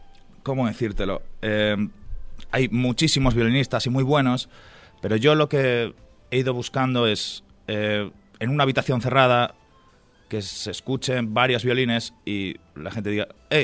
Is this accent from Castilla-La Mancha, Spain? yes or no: yes; Talavera de la Reina, Castilla-La Mancha, Spain; also born or lived in Asturias; básicamente he estado aquí en Talavera desde los 8 años, vine de Asturias